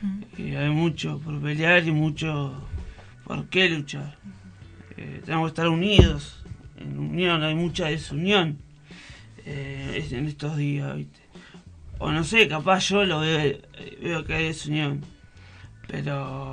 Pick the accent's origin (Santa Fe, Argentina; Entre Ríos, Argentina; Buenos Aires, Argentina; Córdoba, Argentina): Buenos Aires, Argentina; now in San Luis, Argentina; Yo vengo de Buenos Aires hace poco. Vine a vivir acá, la verdad que me encanta San Luis, no me gustaría estar en Buenos Aires